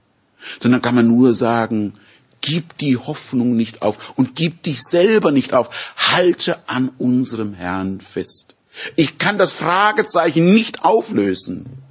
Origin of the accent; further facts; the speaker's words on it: Würzburg, Bavaria, Germany; born there; So wie ich über in Würzburg, in meiner Geburtsstadt, über die alte Mainbrücke gehen kann